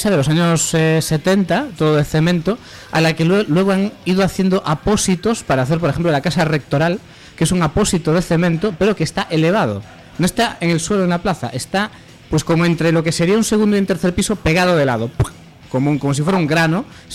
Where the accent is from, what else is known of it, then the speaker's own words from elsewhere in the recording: Pontevedra, Galicia, Spain; now in A Coruña, Spain; Yo soy de Pontevedra, aunque llevo 10 años viviendo en Coruña.